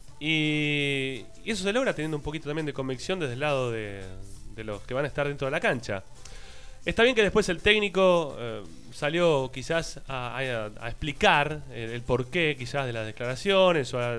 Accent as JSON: {"language": "Spanish", "region": "Buenos Aires", "country": "Argentina", "lives_now": "Ezeiza, Argentina", "said": "Porque yo no soy de Avellaneda, yo soy de Flores, ahora vivo en Ezeiza."}